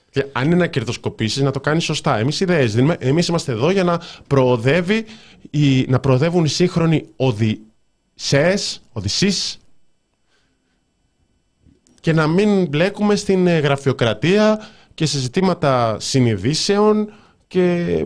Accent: Rhodes, South Aegean, Greece; Είμαι από Ρόδο και ξέρω πως για να κάτσεις οπουδήποτε κοντά στη θάλασσα πρέπει να κάνεις κατανάλωση τουλάχιστον 200 ευρώ.

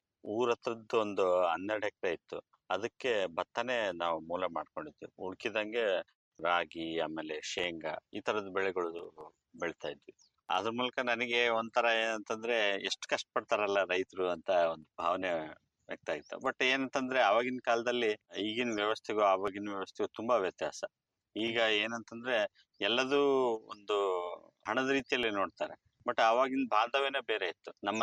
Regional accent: Malvi, Karnataka, India; ನಾನು ಚಿಕ್ಕವರಿಂದ ಇಲ್ಲೇ ಹಳ್ಳಿಯಲ್ಲೇ ಬೆಳೆದಿದ್ದೀನಿ. ನಮ್ಮೂರು ಬಂದು ಅಗರಮಳ್ಳಿ ತಾಲೂಕು ಮಾಲ್ವಿ, ವಿಜಯನಗರ ಜಿಲ್ಲೆ ವ್ಯಾಪ್ತಿಯಲ್ಲಿ ಬರುತ್ತೆ. ಚಿಕ್ಕವರಿಂದಲೂ ನಮ್ಮ ತಂದೆ ಅವ್ರ ತಂದೆ ಕಾಲದಿಂದಲೂ ನಾವು ರೈತರು.

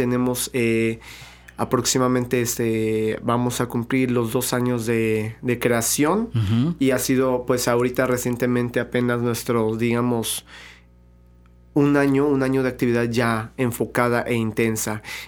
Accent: Veracruz, Mexico; aquí en Veracruz pues somos jarochos, yo también bailo folclore y soy orgullosamente jarocho, y yo escucho música de mi tierra

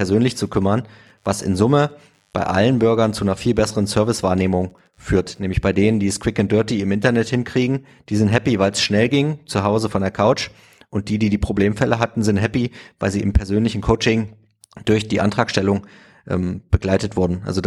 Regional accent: East Germany, Germany; Ich bin selbst im Osten aufgewachsen.

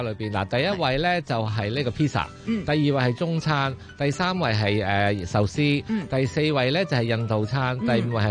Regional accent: China; 喂，咁我哋中国人食嗰啲咩禾虫啊

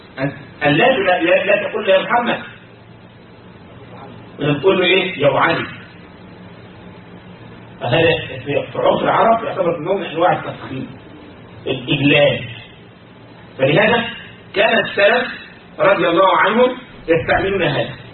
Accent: Egypt; عندنا في مصر يقول بيدلعه

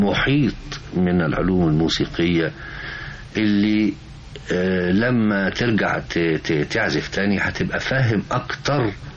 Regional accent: Egypt; قلت له انا مصري

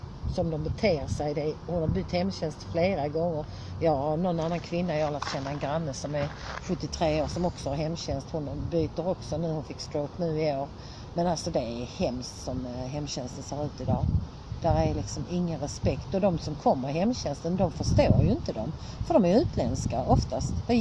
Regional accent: Sweden; Skulle jag åka på semester idag skulle jag inte säga att jag var från Sverige.

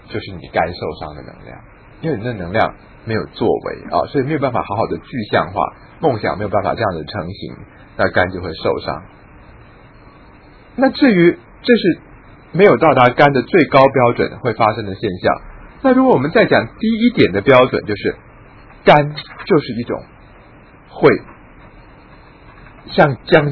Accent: Taiwan; 那于是我们台湾人有时候就会反省说，哦，我们台湾人不够文化啊

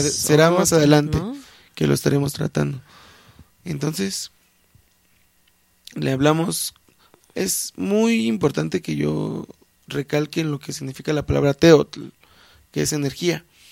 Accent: Mexico; a nosotros como mexicanos o americanos sí nos desprecian en otros lugares.

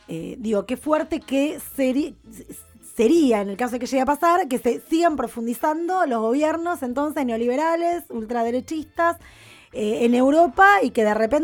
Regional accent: Argentina; nos afecta, no solamente a nosotros como argentinos, sino entiendo en toda Latinoamérica

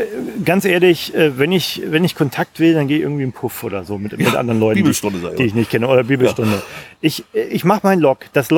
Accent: Bremen, Germany; Ich komme aus Bremen, ich sag's ja.

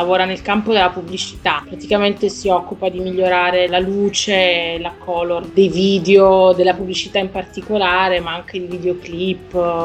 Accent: Milan, Lombardy, Italy; now in Mumbai, India; Io vengo da Milano, anche se sono pugliese di origine, mi trovo a Mumbai

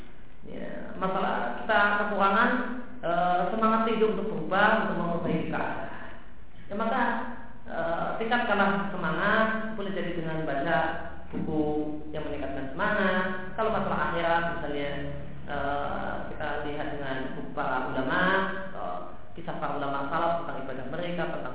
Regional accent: Lampung, Indonesia; tempat saya dulu waktu kecil di Lampung

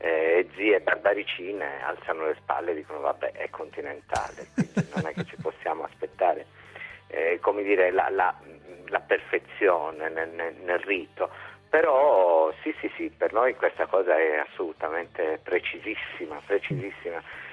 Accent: Nuoro, Sardinia, Italy; born there; Io sono nato a Nuoro, sì.

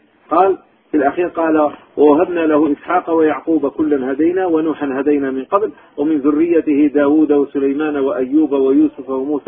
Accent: Algiers, Algiers Province, Algeria; كان عندنا في الجزائر العاصمة

